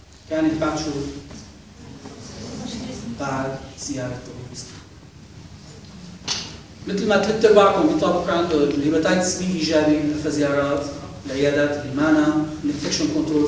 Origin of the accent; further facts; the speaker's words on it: Syria; كنا قاعدين احنا اساتذه كبار من سوريا للقلبيه